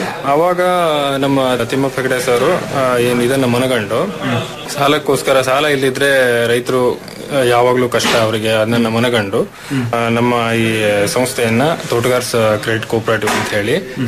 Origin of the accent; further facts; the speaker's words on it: Sirsi, Karnataka, India; ಮೂಲತಃ ನಾನು ಕೂಡ ಸಿರಿಸಿಯವನೇ